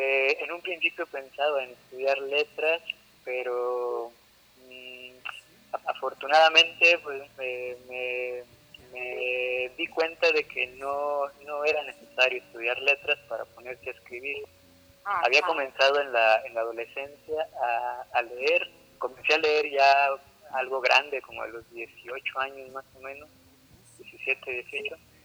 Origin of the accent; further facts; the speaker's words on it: Torreón, Coahuila, Mexico; Yo soy de Torreón.